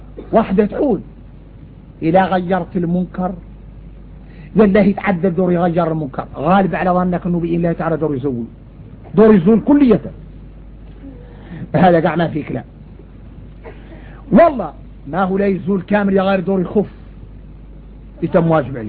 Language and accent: Arabic; Mauritania; عندنا إحنا موريتاني